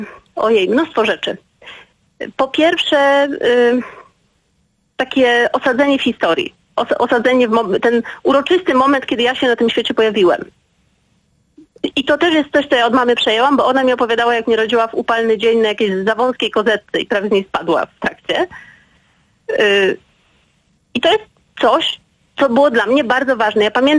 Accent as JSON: {"language": "Polish", "region": "Silesian Voivodeship", "country": "Poland", "said": "Ja pochodzę z pogranicza Śląska Górnego i Cieszyńskiego."}